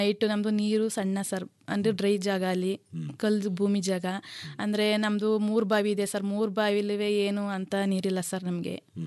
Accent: Adugur, Karnataka, India; ನಮ್ಮದು ಅಡುಗೂರು ಸರ್.

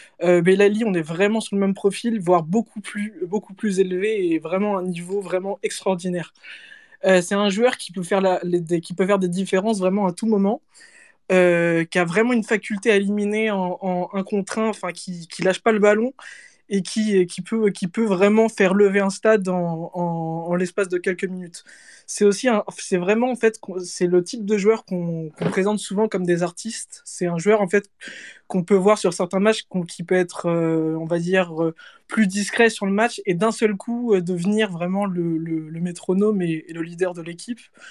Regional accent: Algeria; ceux de l'Algérie, donc mon pays d'origine.

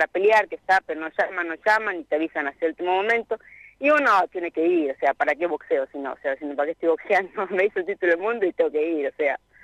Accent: Anguil, La Pampa, Argentina; hacer un festival en Anguil para que vaya la gente y para, por supuesto, pelear en mi pueblo.

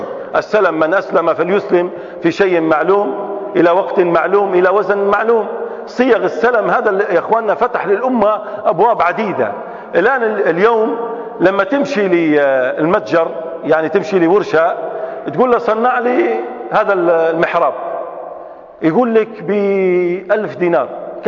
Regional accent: Libya; احنا عندنا في ليبيا صيغة لقيتها في الأوقاف

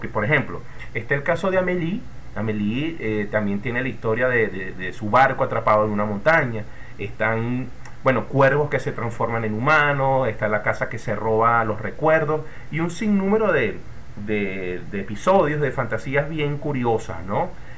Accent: Caracas, Capital District, Venezuela; born there; yo no soy del llano, yo nací aquí en Caracas y no tengo familia en el llano, sino más bien andina

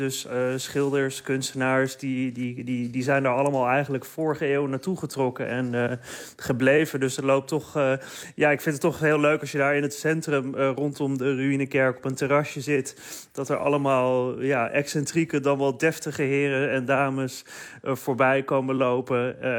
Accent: Amsterdam, North Holland, Netherlands; also born or lived in Alkmaar; ik ben eigenlijk geboren in Alkmaar, maar ik heb mijn hele leven in Amsterdam gewoond.

